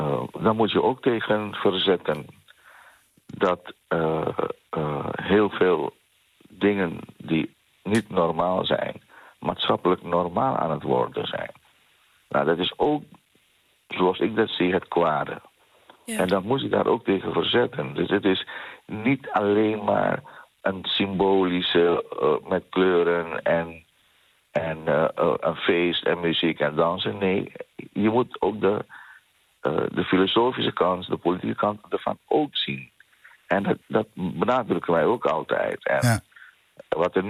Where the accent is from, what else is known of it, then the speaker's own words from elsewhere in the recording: The Hague, South Holland, Netherlands; We leveren een bijdrage aan Den Haag. Wij zijn trotse Hagenaars.